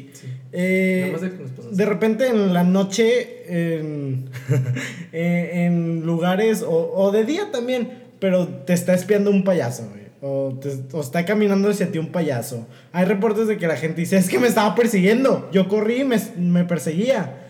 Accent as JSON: {"language": "Spanish", "town": "Monterrey", "region": "Nuevo León", "country": "Mexico", "said": "yo era tu fan de niño porque soy regio."}